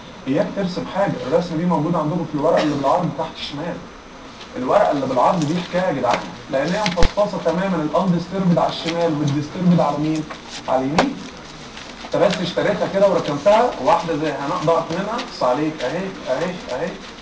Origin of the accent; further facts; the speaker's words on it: Egypt; بس احنا كمصريين ما سكتناش